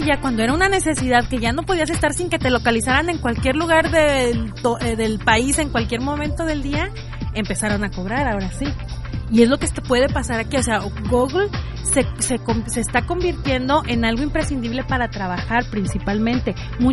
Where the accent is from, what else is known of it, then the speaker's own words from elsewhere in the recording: Arandas, Jalisco, Mexico; era en Arandas, yo soy de Arandas